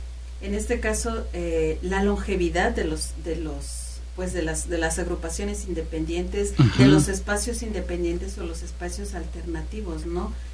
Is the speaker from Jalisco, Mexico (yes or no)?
no; Xalapa, Veracruz, Mexico; yo nací en Coatepec. Pero toda mi vida he vivido aquí.